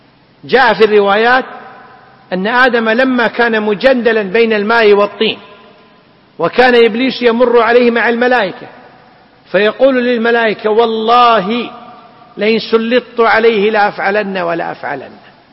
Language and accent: Arabic; Kuwait; وعندنا في الكويت وفي ساحل الخليج العربي الشرقي والغربي